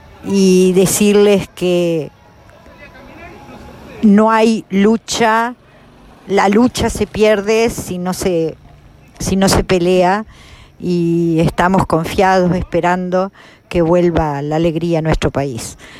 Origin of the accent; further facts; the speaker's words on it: Salto, Uruguay; born there; salteña de nacimiento, salteña de corazón, y acá estamos en la última caravana